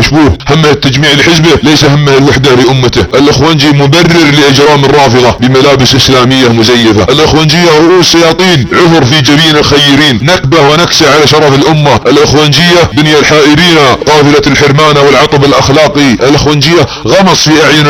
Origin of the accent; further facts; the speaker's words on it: Saudi Arabia; تنتظر اي فاجعة اليمة على بلادنا السعودية